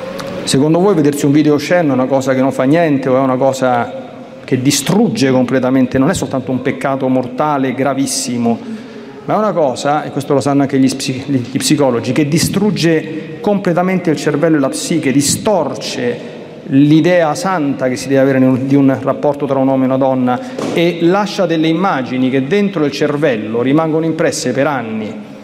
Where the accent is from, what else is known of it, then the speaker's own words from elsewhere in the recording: Latina, Lazio, Italy; born there; io sono nata a Latina, è patrona dell'Agro Pontino.